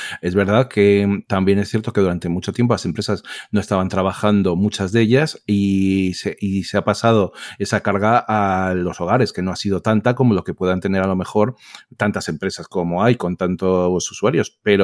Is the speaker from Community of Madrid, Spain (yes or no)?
yes; Madrid, Community of Madrid, Spain; como la mayoría saben, soy de Madrid